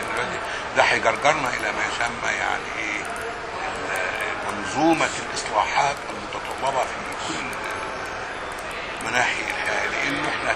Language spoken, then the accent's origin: Arabic; Egypt; انا نشات في مناخ في الريف المصري كان مناخ متسامح جدا.